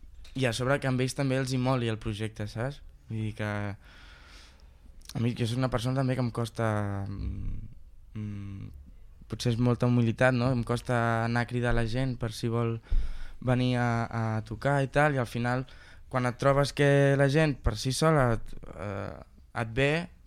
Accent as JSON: {"language": "Catalan", "town": "Piera", "region": "Catalonia", "country": "Spain", "said": "Soc de Piera. I a Piera també tenim un Raval, com cada poble, té el seu casc antic."}